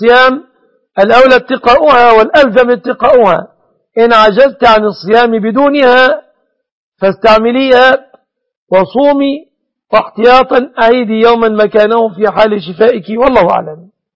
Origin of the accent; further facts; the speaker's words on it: Egypt; بلادنا مصر